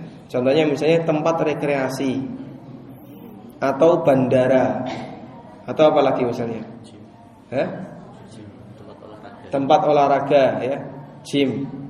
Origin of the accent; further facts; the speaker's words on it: Yogyakarta, Special Region of Yogyakarta, Indonesia; Paling jauh saya dari Jogja ya.